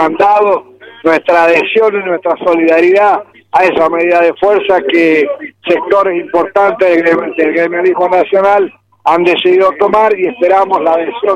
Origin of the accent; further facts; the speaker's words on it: Argentina; como justicialista y como argentino fundamentalmente venimos a defender los intereses de nuestro pueblo